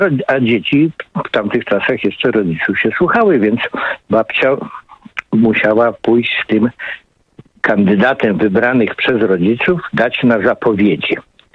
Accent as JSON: {"language": "Polish", "region": "Masovian Voivodeship", "country": "Poland", "said": "Ja jestem z Warszawy, spod Warszawy w zasadzie, ale kocham to Podlasie i uwielbiam tu przebywać."}